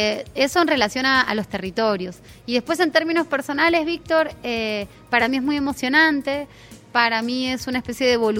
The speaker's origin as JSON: {"language": "Spanish", "country": "Argentina", "lives_now": "Venezuela", "said": "yo como comunicadora, como argentina residente en Venezuela"}